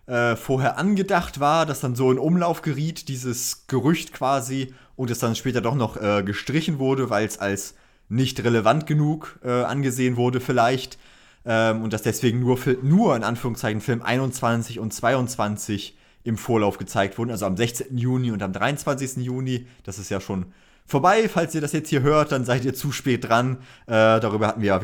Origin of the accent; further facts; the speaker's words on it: Northern Germany, Germany; weil das für mich tatsächlich sehr weit weg ist als Norddeutscher